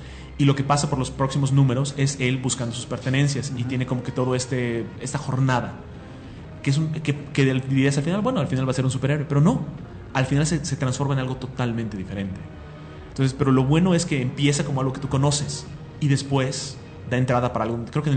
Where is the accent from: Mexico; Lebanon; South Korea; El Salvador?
Lebanon; Y yo soy libanés, yo tengo descendencia árabe